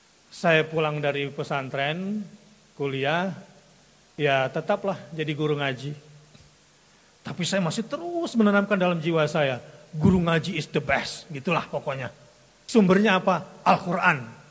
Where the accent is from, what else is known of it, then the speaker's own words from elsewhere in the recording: South Sulawesi, Indonesia; ayah saya seorang pelaut, nenek moyangku, seorang pelaut. Karena saya aslinya orang Solo, Sulawesi maksudnya, dari selatan.